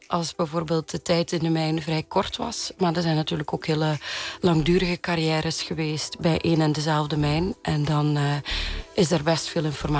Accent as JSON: {"language": "Dutch", "region": "Flanders", "country": "Belgium", "said": "En ik kom uit Vlaanderen"}